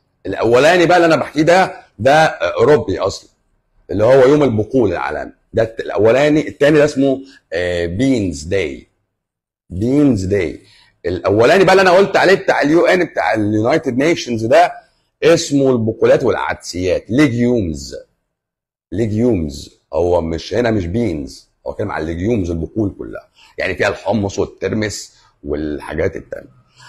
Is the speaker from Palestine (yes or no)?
no; Egypt; ربنا وفقنا احنا كمصريين